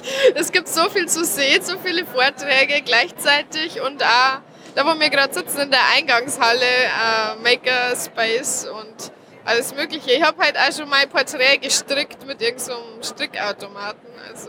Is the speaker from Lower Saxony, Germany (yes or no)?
no; Bavaria, Germany; now in Vienna, Austria; Ich bin eigentlich aus Niederbayern. Momentan wohne ich aber in Wien.